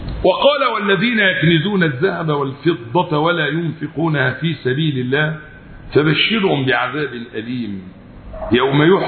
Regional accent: Egypt; إحنا أصبحنا حياتنا كمصريين أصبحنا نقلد الخلايجة

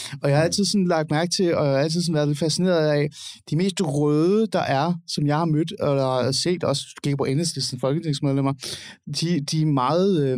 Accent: Capital Region of Denmark, Denmark; Jeg er vokset op i Nordsjælland.

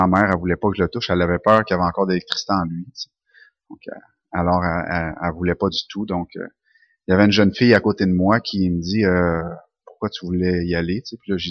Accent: Sherbrooke, Quebec, Canada; also born or lived in Saint-Henri; Je suis né à Saint-Henri. J'ai pas grandi là, par contre, ma mère venait de Sherbrooke et ma famille aussi, donc on est déménagé à Sherbrooke tout de suite, très très jeune.

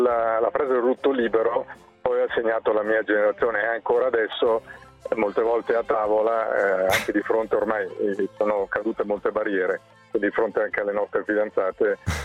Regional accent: Siena, Tuscany, Italy; perché io da senese ero al Palio.

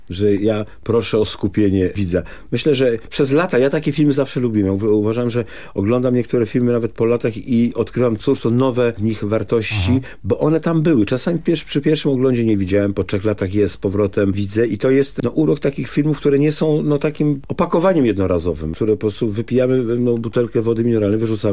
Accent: Legnica, Lower Silesian Voivodeship, Poland; No tak, w Legnicy mieszkam, ale jestem z Legnicy, proszę pana

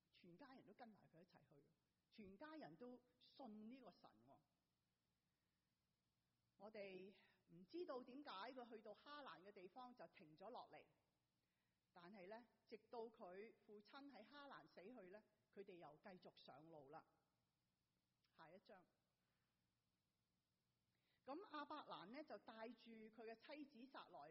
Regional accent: Hong Kong; moved away as an adult; now in United States; 我由香港来到美国读大学

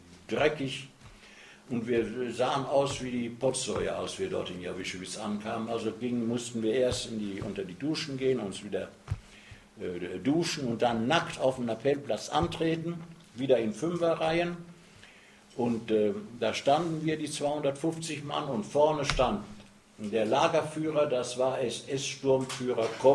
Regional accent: North Rhine-Westphalia, Germany; bei uns im Ruhrgebiet heißt doch der Bergmann, das ist der Püttmann.

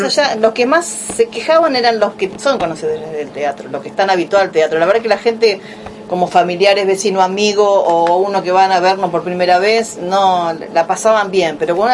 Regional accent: Buenos Aires, Argentina; Yo que vengo de Buenos Aires, uno está acostumbrado a ver obras de larga duración

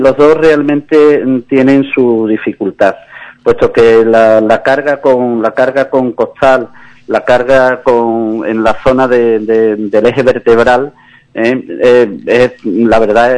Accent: Algeciras, Andalusia, Spain; yo cuando tenía de 16 a 21 años estuve cargando en mi pueblo natal, Algeciras.

